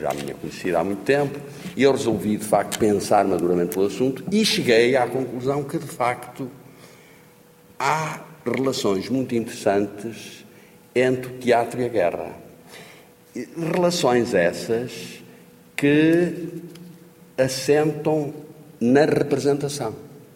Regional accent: Norte, Portugal; estou a falar para gente do Norte, de onde eu sou, do Porto, onde eu estudei

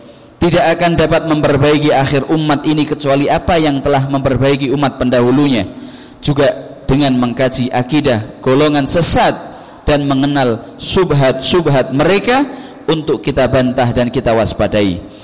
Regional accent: Java, Indonesia; kebiasaan mereka yang naudzubillah mungkin lebih nemen daripada kebiasaan kita orang Jawa atau orang Indonesia pada umumnya.

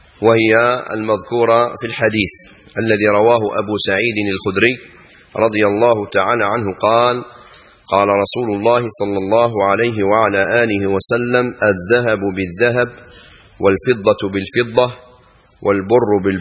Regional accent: Algeria; البيض يسموها بعض الناس عندنا في الجزائر العظمات، في العاصمة يسموها أولاد الجاج.

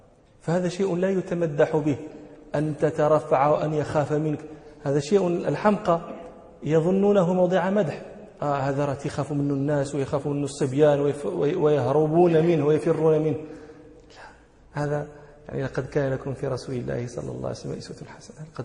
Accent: Morocco; من أمثلة ذلك عندنا في المغرب الجبال المنسوب إليهم يقولون فيه جبلي

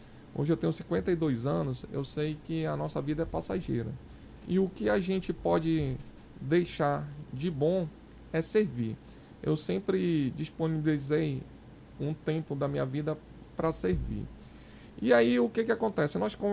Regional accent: Brazil; Primeiro, eu sou brasileiro, né?

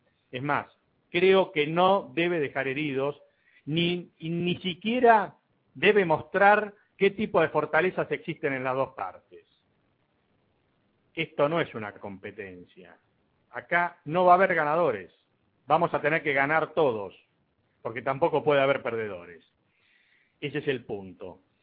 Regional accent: Argentina; uno sobre cómo somos los argentinos, los dos somos como somos los argentinos

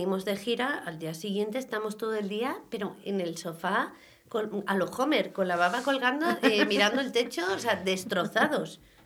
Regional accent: Castile, Spain; Yo soy castellana, hablo claro.

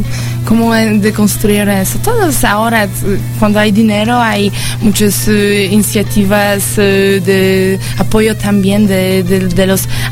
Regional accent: Katowice, Silesian Voivodeship, Poland; Spanish is a second language; Del sur. Muy cerca de montañas, es una ciudad, se llama Katowice, y una hora de Cracovia, una otra ciudad muy importante en Polonia

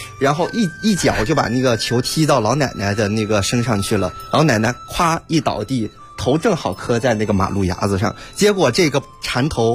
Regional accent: Yunnan, China; 云南，那是亚热带地区，但是所有的那个少数民族妇女，包括像我们这个汉傣哈，傣族的一支，

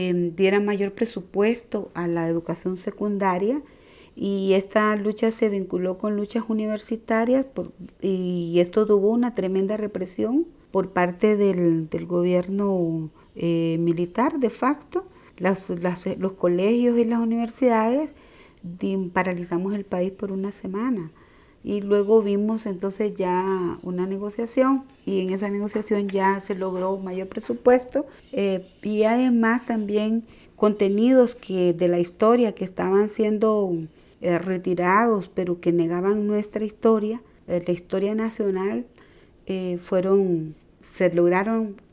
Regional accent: Siguatepeque, Comayagua, Honduras; also born or lived in Tegucigalpa; Yo nací en Tegucigalpa, Honduras, en 1955. Yo lo que tengo en mis recuerdos es una ciudad que se llama Siguatepeque.

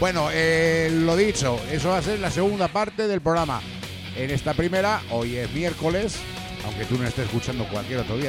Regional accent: Aragon, Spain; siendo aragonesa, y ya para más inri es que están a 35 kilómetros de donde vivimos nosotros y desde donde se emite este programa, Pequeño Ternasco, desde San Pere Calanda.

